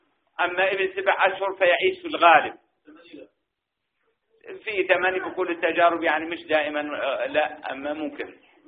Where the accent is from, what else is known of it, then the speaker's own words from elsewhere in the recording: Jordan; كان سن الزواج عندنا في الأردن 26، ثم ارتفع الى 28